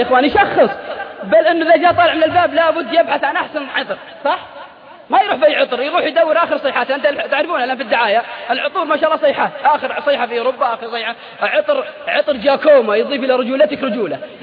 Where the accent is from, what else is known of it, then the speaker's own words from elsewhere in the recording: Al-Qassim, Saudi Arabia; تلقى الواحد عندنا في القصيم قاعد بين بريدة وعنيدة